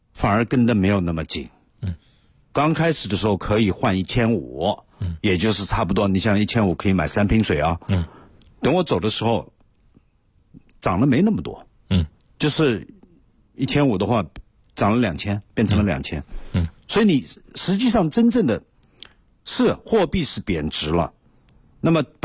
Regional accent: China; 欧洲人去土耳其玩，跟我们中国人签了证买了长途机票这么去玩，完全不一样的概念

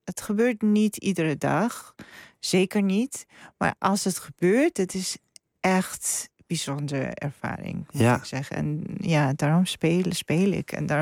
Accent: Georgia; Dutch is a second language; En ik ben ook geboren en opgegroeid in Georgië.

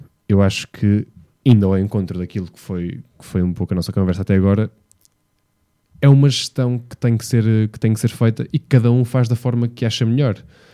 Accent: Vila Nova de Gaia, Porto, Portugal; Porto, quando digo Porto, digo Gaia, que é onde vive a minha família, onde eu passei a maior parte da minha vida e onde eu nasci também.

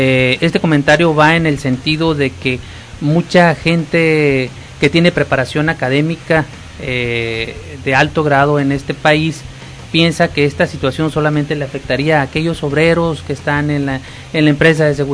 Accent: Mexico; qué nos pasa como mexicanos

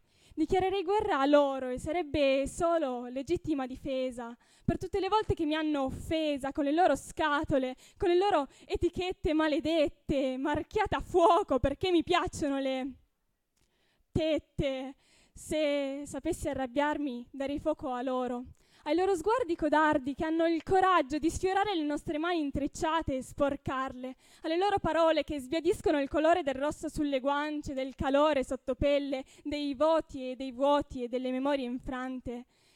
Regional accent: Piedmont, Italy; Dunque, io vengo dal Piemonte

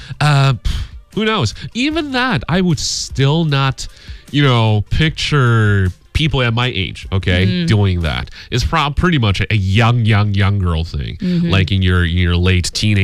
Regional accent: China; you're talking to a Chinese.

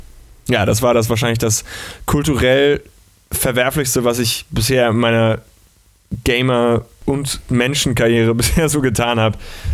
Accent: Hamburg, Germany; Ich war das Wochenende in meiner Heimatstadt in Hamburg

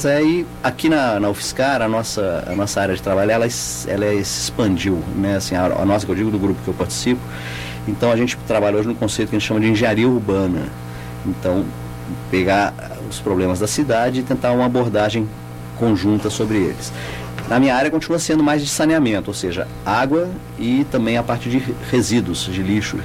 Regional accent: Belo Horizonte, Minas Gerais, Brazil; Sou mineiro, Belo Horizonte.

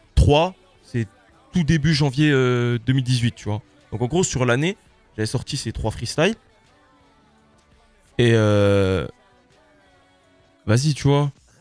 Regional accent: Cape Verde; Moi, je suis originaire du Cap-Vert.

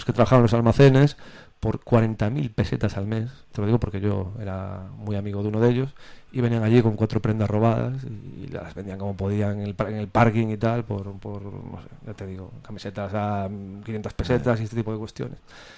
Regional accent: A Coruña, Galicia, Spain; sabes que yo soy de Coruña

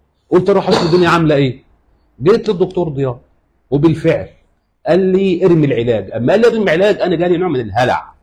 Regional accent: Qalyubia, Egypt; أنا من محافظة القليوبية

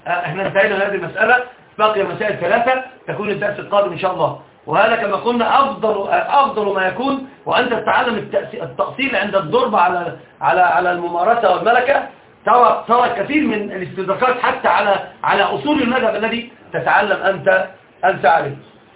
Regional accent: Alexandria, Alexandria Governorate, Egypt; الأصل أنا صعيدي أصالة، وطبعا أنا ما أعرفش حاجة عن الصعيد، أنا أصل كل شيء حياتي كلها في الإسكندرية

